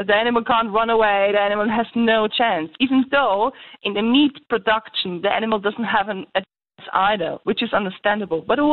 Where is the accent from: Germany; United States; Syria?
Germany; Look, I'm from Germany, and in Germany we see a lot of programs online